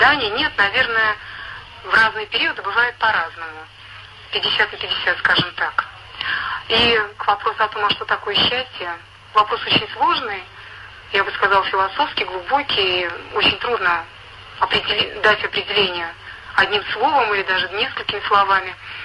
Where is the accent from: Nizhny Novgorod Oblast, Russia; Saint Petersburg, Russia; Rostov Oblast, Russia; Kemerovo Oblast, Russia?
Nizhny Novgorod Oblast, Russia; Nizhny Novgorod; я из Нижнего Новгорода.